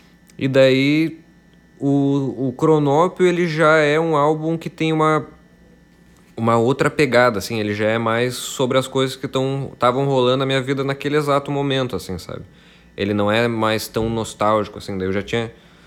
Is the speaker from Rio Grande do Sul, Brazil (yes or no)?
yes; Passo Fundo, Rio Grande do Sul, Brazil; Ele fala muito sobre a cidade da onde eu vim, que é Passo Fundo, né? cidade onde eu cresci e tal, e fui embora dela com 19 anos para mudar Porto Alegre.